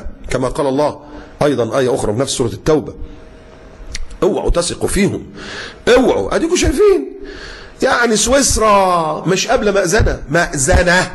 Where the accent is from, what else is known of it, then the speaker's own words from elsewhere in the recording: Egypt; واللي كان بيحصل برضو عندنا في مصر